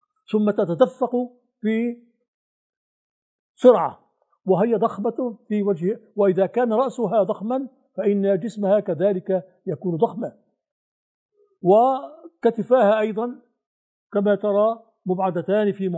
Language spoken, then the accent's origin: Arabic; Syria; عندنا في الشام في البناء سقيفة فراغ تحت السقف